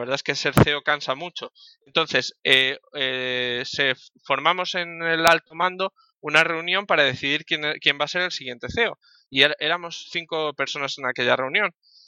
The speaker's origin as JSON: {"language": "Spanish", "town": "Madrid", "region": "Community of Madrid", "country": "Spain", "said": "Él es de Portland, en Estados Unidos, yo soy de Madrid."}